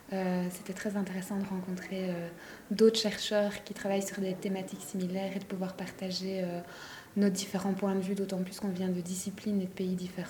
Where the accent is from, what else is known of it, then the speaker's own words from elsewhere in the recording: Belgium; je suis belge